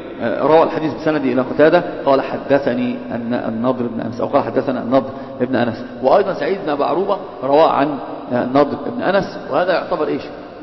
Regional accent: Alexandria, Alexandria Governorate, Egypt; بكلة دي عندنا في اسكندرية منطقة اسمها بكلة

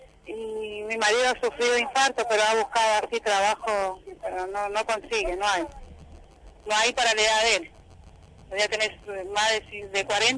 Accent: Paso del Rey, Buenos Aires Province, Argentina; De Paso del Rey.

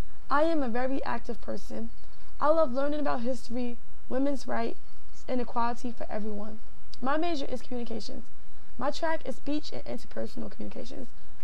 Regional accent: Elizabeth, New Jersey, United States; born there; I was born on January 26, 1987, in Elizabeth, New Jersey

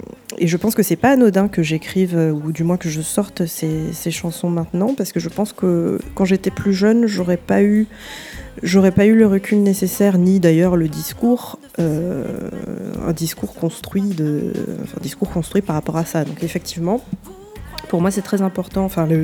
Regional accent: Martinique; J'ai grandi en Martinique, donc j'ai grandi avec … à la radio, et à la maison, on avait plus

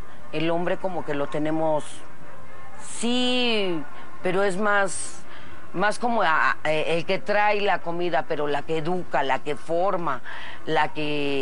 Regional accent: Tepito, Mexico City, Mexico; Yo cuando salgo al extranjero y me llegan a preguntar que si yo soy de Tepito, enseguidita les digo no, yo no soy de Tepito, Tepito es mío. Porque me siento dueña de él, de cada pedazo.

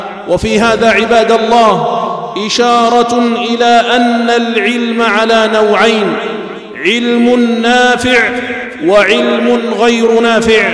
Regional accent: Algeria; خصوصا في بلادنا الجزائر التي قامت على العلم والعلماء

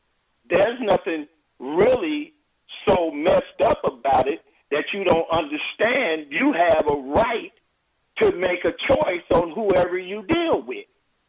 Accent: Chicago, Illinois, United States; now in Covington, United States; But I'm calling from Covington, Georgia, but actually I'm a 65-year-old Chicagoan.

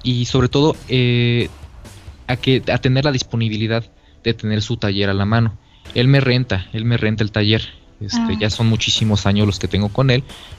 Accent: Guanajuato, Mexico; acá en Guanajuato, cerca aquí también de mi pueblo

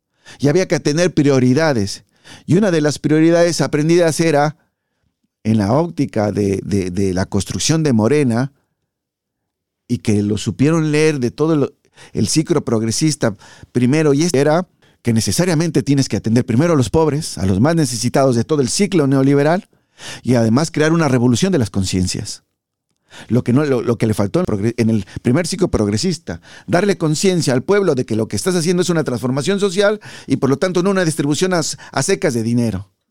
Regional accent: Mexico; Y los mexicanos no somos, ni las mexicanas, borregos, ni ningún latinoamericano.

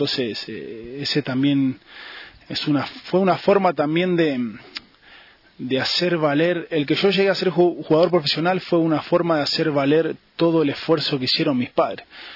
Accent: Argentina; also born or lived in Ecuador; yo me nací en Ecuador, pero me crié en Argentina.

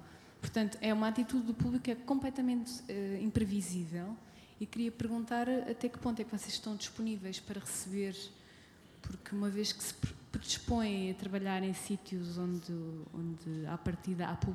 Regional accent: Tomar, Santarém, Portugal; eu venho de Tomar, que é um meio muito pequeno

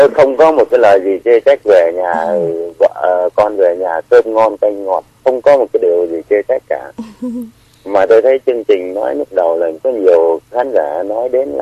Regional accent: Hà Nam, Vietnam; Tôi quê Hà Nam.

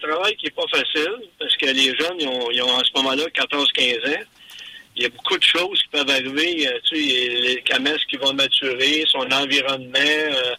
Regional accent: Drummondville, Quebec, Canada; moi, je suis originaire de Drummondville

